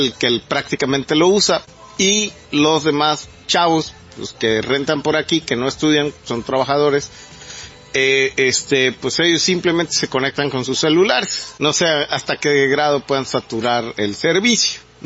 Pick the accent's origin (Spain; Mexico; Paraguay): Mexico; como nosotros, como mexicanos, que nos afecta totalmente eso.